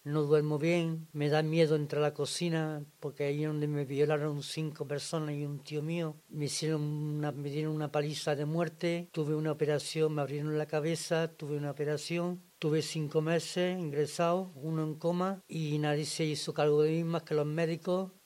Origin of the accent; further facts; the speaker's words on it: Córdoba, Andalusia, Spain; now in Zaragoza, Spain; Bueno, yo soy de Córdoba, del sur, Córdoba.